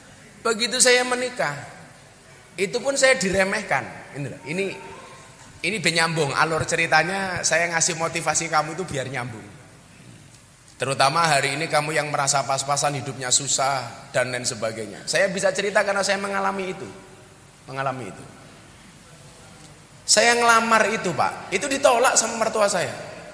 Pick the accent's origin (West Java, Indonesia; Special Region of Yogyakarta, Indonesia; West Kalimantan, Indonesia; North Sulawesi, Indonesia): Special Region of Yogyakarta, Indonesia; Yogyakarta; also born or lived in Lampung; Saya aslinya Bandengan sini, Tegal Sari. Lahir di Lampung. Gede ning Yogyakarta. … putra Jawa kelahiran Sumatera.